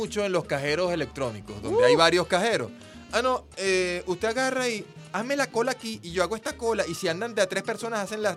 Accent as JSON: {"language": "Spanish", "country": "Venezuela"}